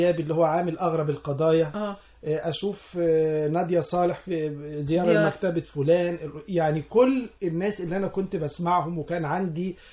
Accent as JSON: {"language": "Arabic", "town": "Sohag", "region": "Sohag Governorate", "country": "Egypt", "tie": "born or raised there", "said": "أنا مولود في سوهاج في الصعيد، وهناك لم يكن في وسائل للترفيه او يعني للمعرفه، كان الراديو هو الرئيسي"}